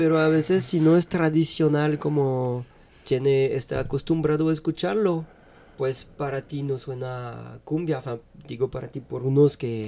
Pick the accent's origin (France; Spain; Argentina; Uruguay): France; Spanish is a second language; es solo que soy francés, yo, pues nadie es perfecto